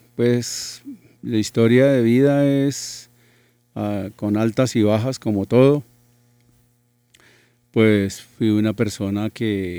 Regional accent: Mesitas del Colegio, Cundinamarca, Colombia; No, yo soy de Mesitas del colegio, pero adoro a Bogotá.

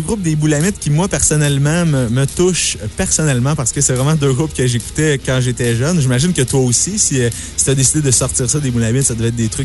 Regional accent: Drummondville, Quebec, Canada; moi aussi, je viens de Drummondville

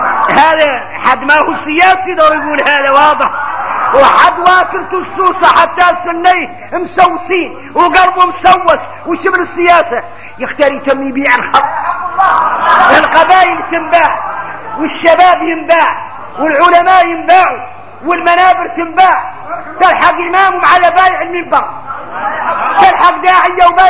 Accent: Mauritania; هذا موجود فينا احنا موريتاني.

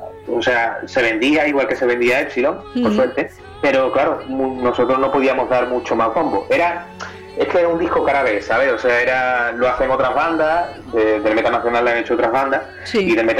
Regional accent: Seville, Andalusia, Spain; Somos de Sevilla, Sevilla capital, y bueno, hace muchísimos años que estamos aquí

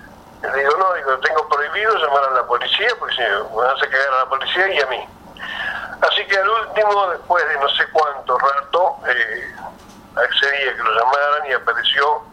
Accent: Cipolletti, Río Negro, Argentina; Yo soy de Cipolletti, provincia de Renegre

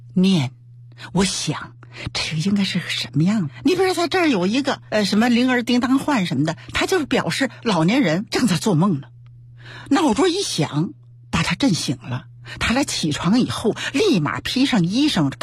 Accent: Beijing, China; born there; 我生在北京

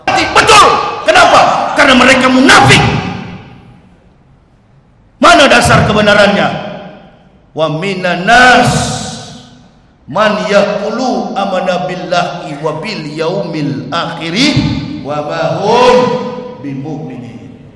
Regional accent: Manado, North Sulawesi, Indonesia; kampung halaman saya, Manado, Sulawesi Utara.

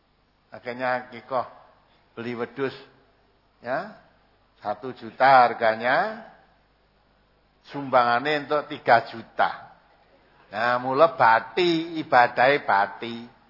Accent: Sumatra, Indonesia; Aku wong Sumatera

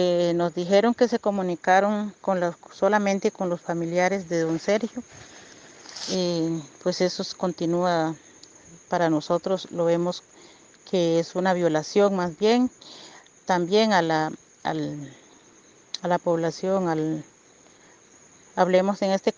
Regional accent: Río Azul, Puntarenas, Costa Rica; soy de la comunidad de Río Azul, del territorio indígena de Salitre.

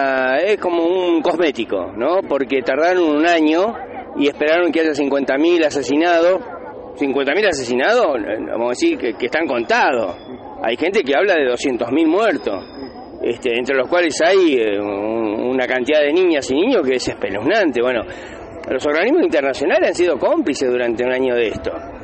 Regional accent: Moreno, Buenos Aires Province, Argentina; Yo personalmente soy de Moreno

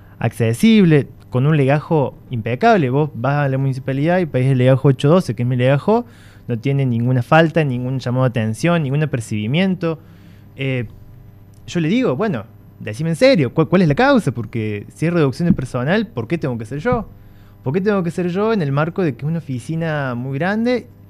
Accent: Villa Allende, Córdoba, Argentina; yo soy de Villa Allende, he vivido acá, crecido acá.

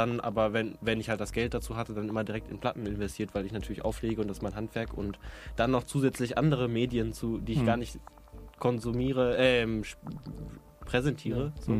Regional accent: Dortmund, North Rhine-Westphalia, Germany; war ich 1,5 Jahre in Dortmund, wo ich herkomme, in Resident DJ.

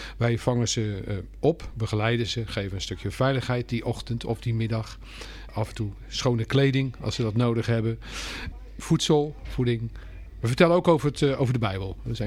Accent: Vlaardingen, South Holland, Netherlands; We komen van oorsprong ook uit Vlaardingen. Geboren en getogen.

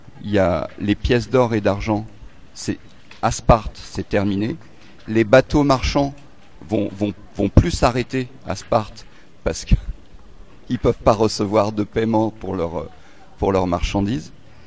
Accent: Montreuil, Île-de-France, France; je viens de Montreuil.

